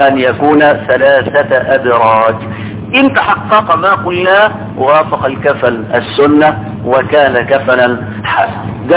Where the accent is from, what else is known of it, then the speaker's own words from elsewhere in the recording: Egypt; معرفش النساء عندنا في مصر دول عايزين ايه بالظبط